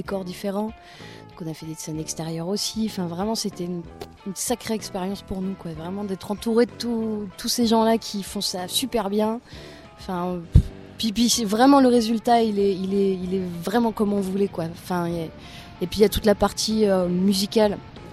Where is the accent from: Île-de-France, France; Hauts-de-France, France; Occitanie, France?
Hauts-de-France, France; Roubaix; je venais de Roubaix. Et en fait, Roubaix, qui est une ville hyper prolo, je suis fille d'ouvrier, enfin voilà, c'est vraiment dans le nord, et puis c'est vraiment les usines. Et en fait, j'ai grandi dans un quartier qui s'appelait les Trois Ponts, à Roubaix.